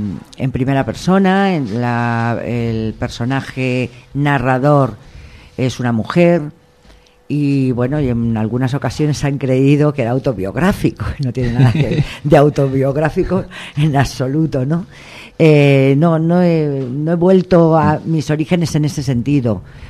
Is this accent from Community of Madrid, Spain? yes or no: yes; Madrid, Community of Madrid, Spain; Mi identidad está en Madrid, yo soy madrileña